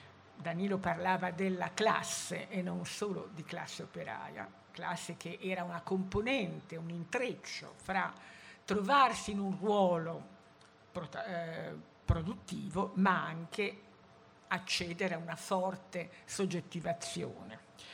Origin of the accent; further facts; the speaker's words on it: Stradella, Lombardy, Italy; moved away as an adult; now in Milan, Italy; io sono di Stradella, anche se Milano mi ha abbagliato con le sue luci subito e diciamo mi sono radicata a Milano senza riserve, ma anch'io fino a 18 anni sono stata in un paese, no?